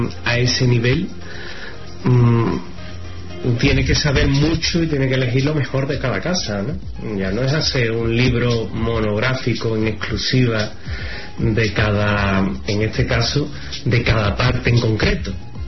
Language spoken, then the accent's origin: Spanish; Seville, Andalusia, Spain; De Sevilla, evidentemente, en mi tierra me he hartado de escribir.